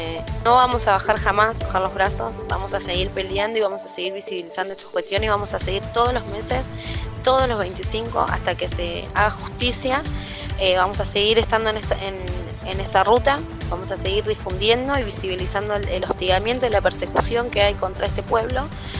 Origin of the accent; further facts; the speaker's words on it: Los Toldos, Buenos Aires Province, Argentina; de Los Toldos